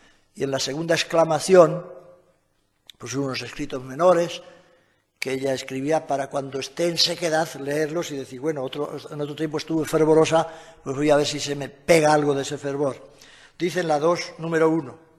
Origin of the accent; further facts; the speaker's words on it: Castile and León, Spain; yo entiendo muy bien como castellano viejo, que los que se iban a confesar viejos se encapotaban con el cura, porque no había estos confesionarios en mi pueblo